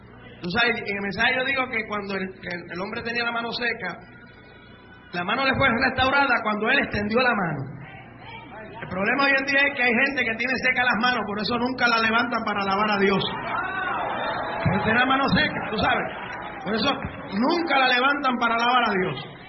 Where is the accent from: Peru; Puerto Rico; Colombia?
Puerto Rico; yo era el único puertorriqueño